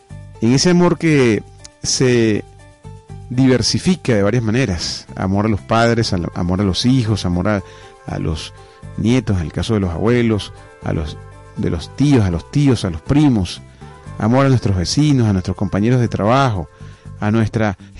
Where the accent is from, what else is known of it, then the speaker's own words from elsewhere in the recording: Venezuela; no hay otro gentilicio tan maravilloso como el nuestro, como el venezolano